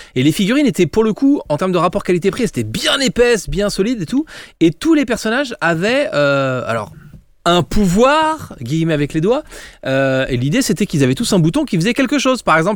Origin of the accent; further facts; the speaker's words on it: Couéron, Pays de la Loire, France; Bah, je suis de Couéron.